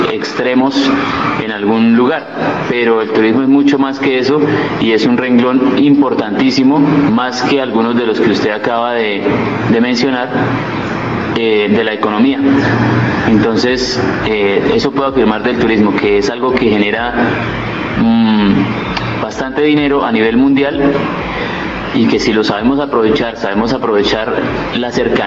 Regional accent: San Francisco, Cundinamarca, Colombia; nosotros, los mismos que estamos aquí, que somos de acá de San Francisco, nos enamoremos.

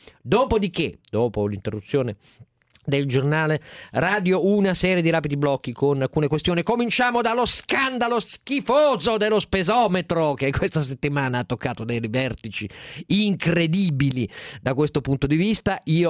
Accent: Turin, Piedmont, Italy; Io sono torinese, il Punta Mess fa parte della mia tradizione

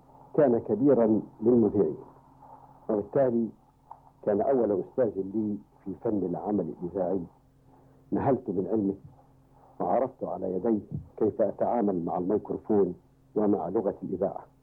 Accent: Upper Egypt, Egypt; accent: Sa'idi; في سنة 1951 وأنت تجري لي ثامن وآخر امتحان لكي تتأكدوا من أنني تخلصت من لهجتي الصعيدية

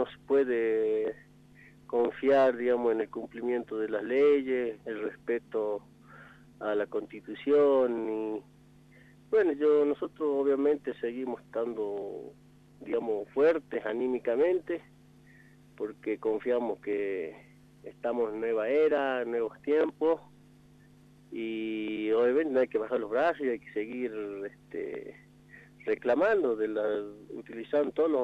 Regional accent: Jujuy, Argentina; nosotros como buenos ciudadanos argentinos, jujeños, exigimos

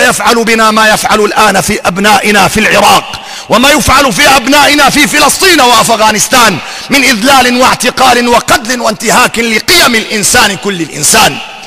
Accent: Syria; يجب أن نعترف بأن بلدنا سوريا

